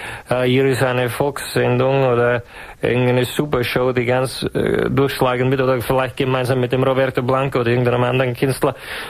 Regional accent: Czechia; die große alte Diva des tschechischen Volksliedes. Harmona Habuka, großer Harmonikaspieler in meiner Heimat.

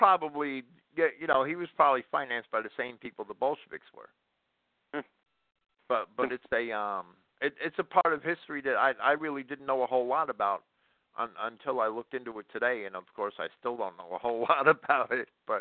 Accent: New Jersey, United States; Not even growing up in New Jersey where there's a rose in bloom on every street. I mean, it's the Garden State

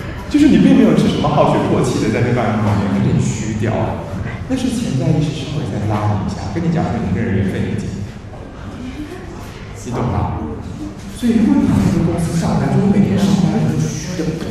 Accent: Taiwan; 其实恶化的典型是我们台湾人说的忧郁症

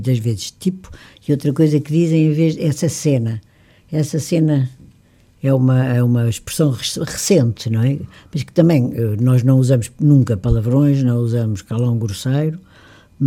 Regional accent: Lisbon, Portugal; Eu digo que eu adoro a minha cidade, não é por ser o grande centro, nem a capital, é a minha terra, é onde eu nasci.

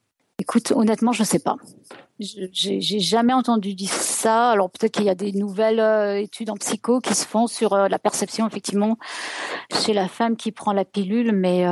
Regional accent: France; moved away as an adult; ça fait 20 ans que j'ai quitté la France

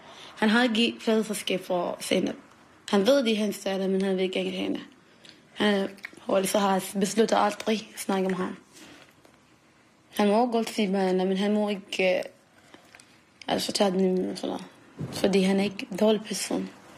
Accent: Iraq; Danish is a second language; now in Copenhagen, Denmark; Landet? Irak. Ja, Irak. Og så bor jeg her for 12 år siden eller 13 år siden. Jeg kom med mine forældre.

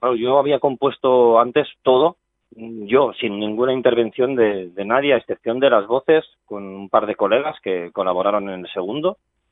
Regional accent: Spain; first language Catalan; Spanish is a second language; hacerlo en catalán, porque como es mi lengua materna, pues digo, oye, pues qué mejor que expresarme en ella.

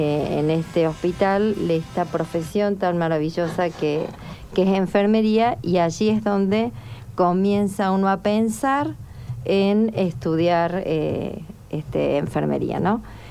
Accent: Maisonave, La Pampa, Argentina; born there; also born or lived in Realicó; Bueno, yo nací en un pueblito muy pequeño de La Pampa, que se llama Maisonave, ¿sí? Luego, luego ya viví en Realicó, que es un pueblo más grande

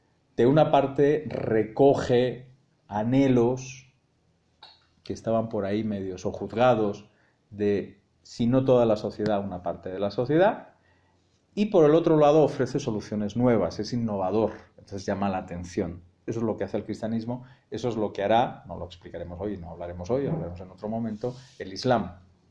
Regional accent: Spain; yo soy muy, muy necio porque soy muy español

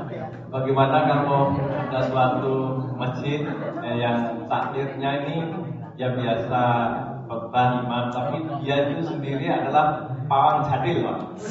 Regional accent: Java, Indonesia; kalau kita ini orang Jawa, kalau punya hajat

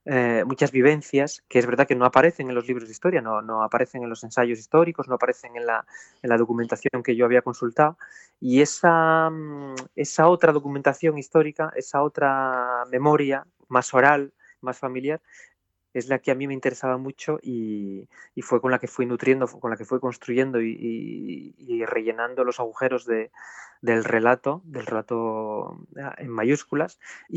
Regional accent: Blimea, Asturias, Spain; born there; esos mineros que hablaban los pueblos como Blimea, que es donde yo nací, o los pueblos de las comarcas del Nalón y del Caudal en Asturias

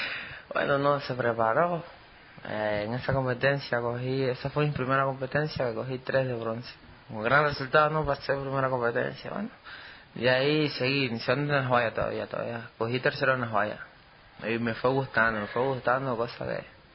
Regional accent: Machala, El Oro, Ecuador; born or raised there; now in Quito, Ecuador

